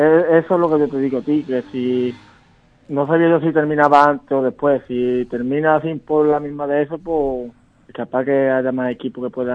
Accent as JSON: {"language": "Spanish", "town": "Algar", "region": "Andalusia", "country": "Spain", "said": "Sí, somos 6 jugadores de Algar."}